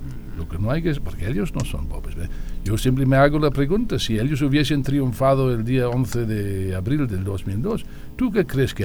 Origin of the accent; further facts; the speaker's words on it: United Kingdom; Yo soy británico, inglés no, pero británico sí.